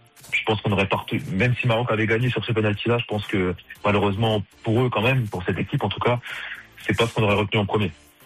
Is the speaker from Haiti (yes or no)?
no; France; On pense bien sûr en premier, surtout chez nous en France